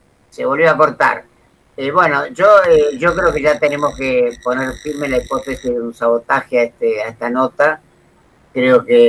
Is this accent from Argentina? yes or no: yes; Argentina; Para eso somos argentinos y masoquistas.